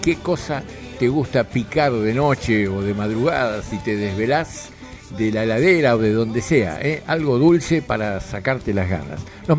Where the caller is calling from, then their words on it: Quilmes, Buenos Aires Province, Argentina; de Quilmes, sí